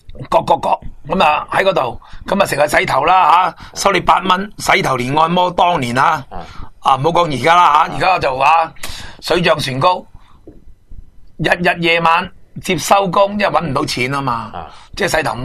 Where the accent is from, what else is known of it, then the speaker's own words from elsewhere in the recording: Hong Kong; 即係你食饭就其实我哋香港人好重要啦